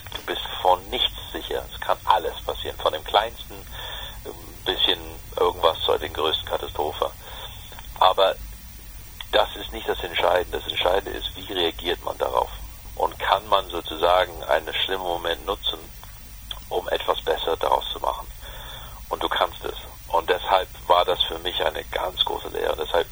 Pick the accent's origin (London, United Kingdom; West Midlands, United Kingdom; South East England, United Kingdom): London, United Kingdom; ich bin groß geworden in London mit dem Original House of Cards.